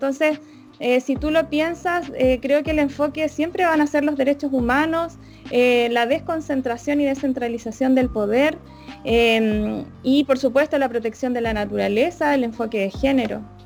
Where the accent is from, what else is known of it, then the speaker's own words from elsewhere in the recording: Chile; cuáles son las carencias que vivimos siendo chilenas y chilenos